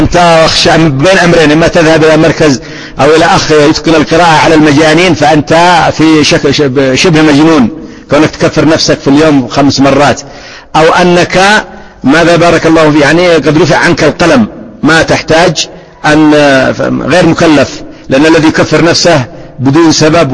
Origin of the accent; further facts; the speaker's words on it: Yemen; لكن مثلا أضرب لك مثال عندنا في اليمن يختلف الحال